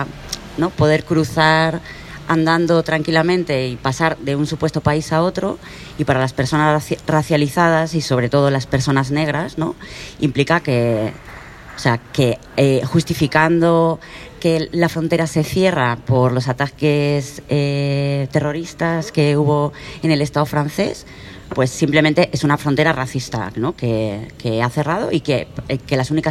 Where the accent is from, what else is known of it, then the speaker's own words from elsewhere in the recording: Irún, Basque Country, Spain; vengo de Irún también, ciudad fronteriza